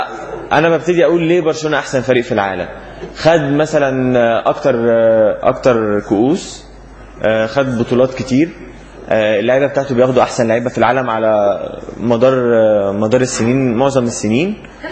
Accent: Egypt; وده الاختلاف الاساسي بيننا كمصريين وبين اي دولة او شعب تاني في التفكير

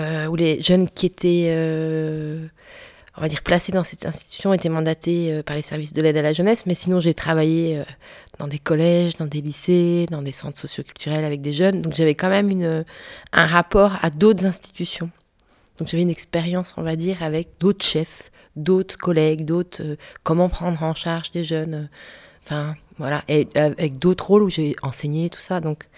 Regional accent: Brest, Brittany, France; now in Belgium; Je suis bretonne, de Brest. Donc je suis une vraie bretonne du fin fond de la Bretagne, du Finistère.

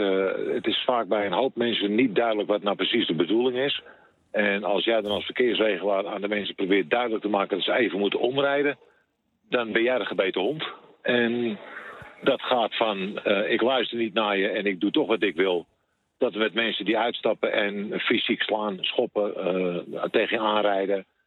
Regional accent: Amsterdam, North Holland, Netherlands; Ik merk ook, ik kom uit Amsterdam, ik heb een vrij grote mond, hè, van nature al.

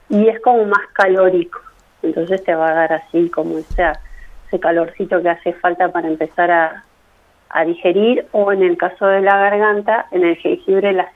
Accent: Córdoba, Argentina; Sí, yo soy cordobesa, así que empecé por allá

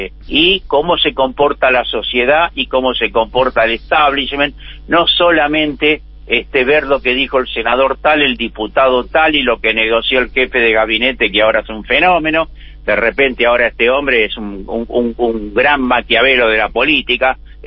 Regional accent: Buenos Aires, Argentina; ¿A mí qué me importa si yo soy militante porteño? No me importa nada, yo no vivo ni en Jujuy, ni en Catamarca, ni en Santa Cruz.

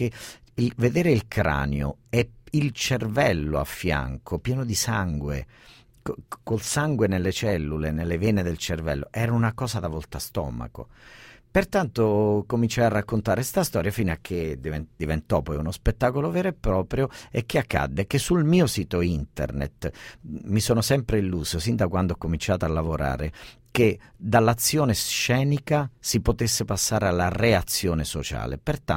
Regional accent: Basilicata, Italy; moved away as an adult; io sono un lucano esattamente come il cuoco, l'anarchico Passannante, e quando arrivai a Roma nel 1984

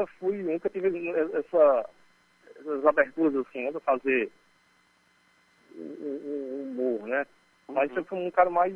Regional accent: Currais Novos, Rio Grande do Norte, Brazil; now in Natal, Brazil; eu não sou nascido em Natal, né? Eu moro há bastante tempo aqui, mas eu sou nascido, na verdade, no interior, aqui do Rio Grande do Norte, na cidade de Currais Novos, né? Região Seridó.

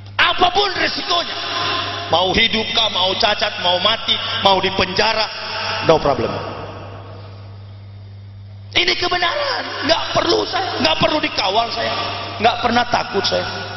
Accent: Manado, North Sulawesi, Indonesia; Kampung saya Manado

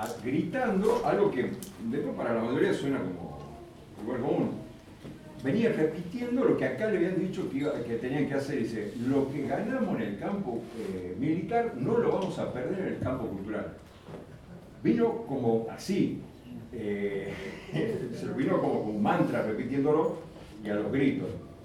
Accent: Salta, Argentina; Yo soy de Salta

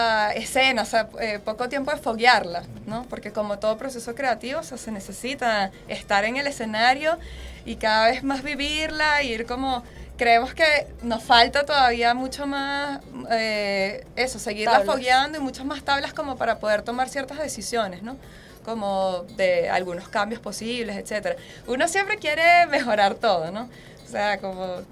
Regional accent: Maracaibo, Zulia, Venezuela; now in Caracas, Venezuela; nosotras mismas somos de Maracaibo

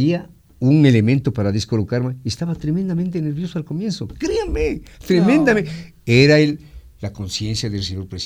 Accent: Ecuador; Pero usted sabe cómo somos los ecuatorianos, pues, Fernando.

